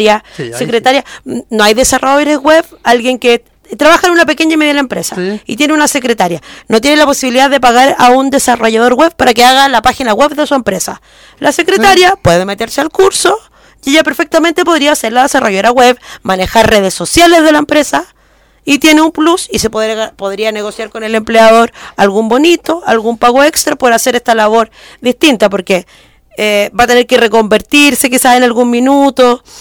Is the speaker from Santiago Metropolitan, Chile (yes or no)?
yes; Santiago, Santiago Metropolitan, Chile; Yo vengo de aquí de La Legua, un sector nada de acomodado, sin ningún tipo de mayor accesibilidad.